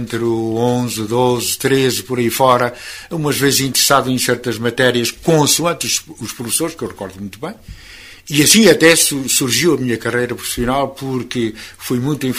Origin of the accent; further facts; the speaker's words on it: Lagares da Beira, Centro, Portugal; born there; Claro, nasci em Lagares da Beira.